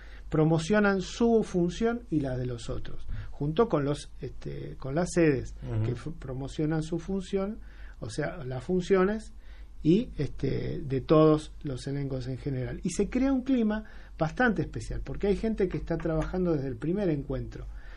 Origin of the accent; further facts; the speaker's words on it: Avellaneda, Buenos Aires Province, Argentina; born there; nosotros somos los que nacimos en Avellaneda, somos tan porteños como los que han nacido en Buenos Aires, porque estamos cerca del puerto, porque estamos en la zona de puerto, porque estamos al lado de un río, que es el Riachuelo